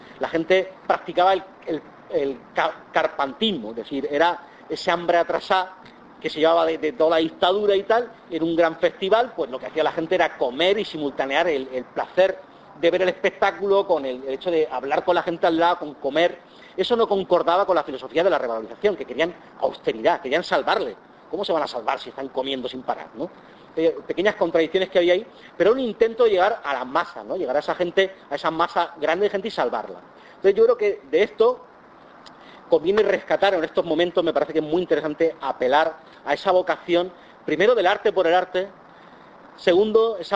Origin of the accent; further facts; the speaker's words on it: Valencia, Valencian Community, Spain; now in Seville, Spain; la primera vez cuando vine de Valencia aquí a Sevilla, yo soy original del Levante